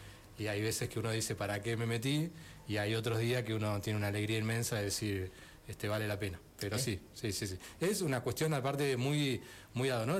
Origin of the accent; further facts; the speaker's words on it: Merlo, Buenos Aires Province, Argentina; born there; Yo soy nacido en Merlo. Siempre digo que nací a una cuadra y media del club